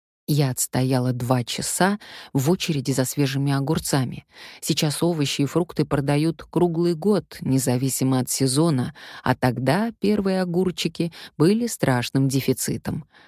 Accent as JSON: {"language": "Russian", "country": "Russia", "said": "Я сказала, что из России. «Je suis actrice, je suis russe»."}